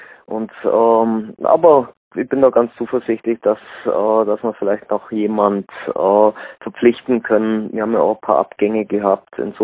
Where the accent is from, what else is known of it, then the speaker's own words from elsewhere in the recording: Augsburg, Bavaria, Germany; selbst als Augsburger nicht, muss man ja da hingehen